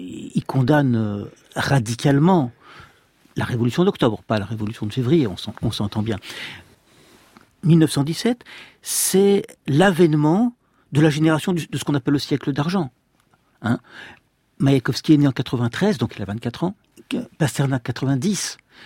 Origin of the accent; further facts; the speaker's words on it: Rennes, Brittany, France; Oui, non, je viens pas de Rostronin, je viens de Rennes